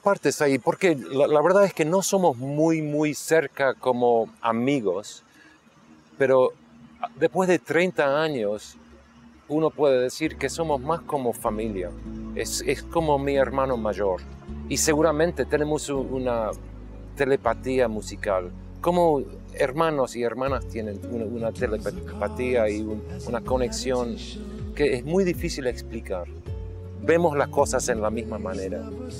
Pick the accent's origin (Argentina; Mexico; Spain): Argentina; born there; yo no vengo de una parte particular, yo no creo, soy más internacional porque nací en Argentina, inglés, un poco inglés, americano, así que yo no vengo de un lugar particular.